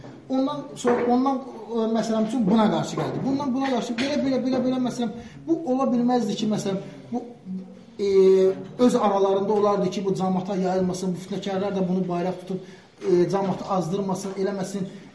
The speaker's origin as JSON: {"language": "Azerbaijani", "region": "Shirvan", "country": "Azerbaijan", "said": "mən Şirvandan gəlmişəm."}